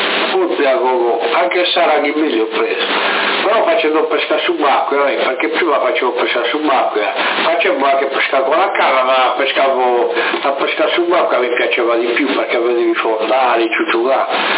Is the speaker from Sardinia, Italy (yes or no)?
yes; Sardinia, Italy; siamo sardi anche noi, anche se non siamo di Alghero siamo sardi.